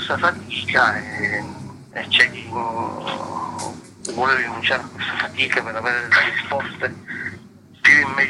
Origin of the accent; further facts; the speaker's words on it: Palermo, Sicily, Italy; Dal fatto che io sono di Palermo e continuavo a vedere una città che ostentava senza nessun pudore quelle che erano le macerie dei bombardamenti della seconda guerra mondiale.